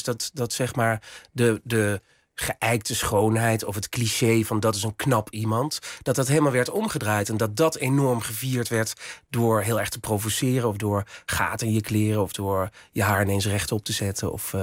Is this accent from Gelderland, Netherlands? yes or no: yes; Winssen, Gelderland, Netherlands; in het dorp waar ik vandaan kom, Winsen, met 900 inwoners en een molen en een supermarkt.